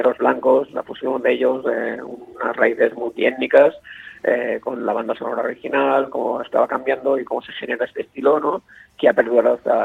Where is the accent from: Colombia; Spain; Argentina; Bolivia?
Spain; first language Catalan; Spanish is a second language; tanto en castellano como en catalán, que es mi lengua natal